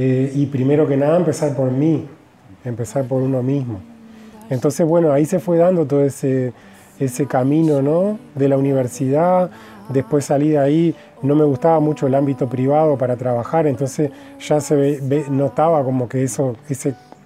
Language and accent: Spanish; Melo, Cerro Largo, Uruguay; moved away as an adult; also born or lived in Montevideo; Yo soy del interior, nací en Melo y a los 18 años me fui a vivir a Montevideo a estudiar en la universidad